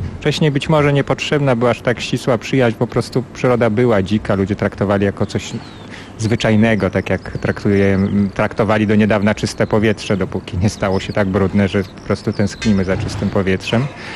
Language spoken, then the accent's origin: Polish; Bielsk Podlaski, Podlaskie Voivodeship, Poland; Pochodzę z małego miasta na Podlasiu, Bielsk-Podlaski. I to były czas mojego świadomego dzieciństwa, to są lata 80.